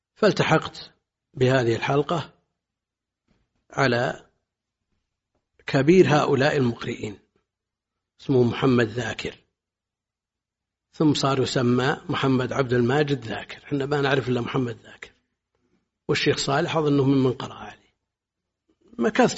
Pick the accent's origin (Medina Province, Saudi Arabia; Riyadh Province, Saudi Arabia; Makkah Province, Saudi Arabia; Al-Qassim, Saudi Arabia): Al-Qassim, Saudi Arabia; Buraydah; نشأت كما ينشأ أقراني في بلدي بريدة في السنوات الأولى، طفلا لا يعلق عليه شيء ولا يتعلق بشيء غير اللعب.